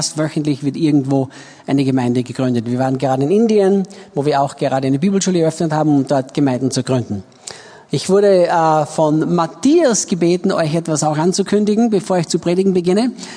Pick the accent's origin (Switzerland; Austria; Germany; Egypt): Austria; ich bin Österreicher, bin in Österreich geboren und aufgewachsen, machte dann meine Bibelschule in England in den Jahren 1982-83 und blieb dort dann noch drüben